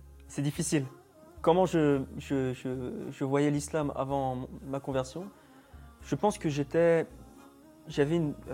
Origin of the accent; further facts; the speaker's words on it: France; now in Istanbul, Turkey; je suis français, j'ai 25 ans, je suis musulman depuis 4 ans, je me suis converti à l'âge de 21 ans en Égypte.